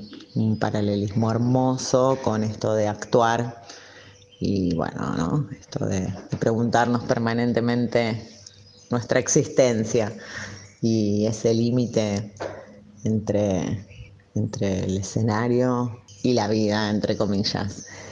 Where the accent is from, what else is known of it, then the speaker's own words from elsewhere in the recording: Rosario, Santa Fe, Argentina; now in Funes, Argentina; soy rosarina, actualmente vivo en la ciudad de Funes, en la hermosa ciudad de Funes.